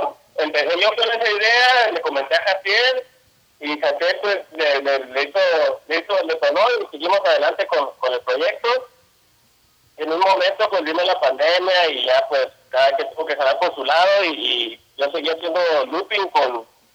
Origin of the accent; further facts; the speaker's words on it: San José del Cabo, Baja California Sur, Mexico; también soy de aquí de San José del Cabo, y pues nada, aquí andamos con todo.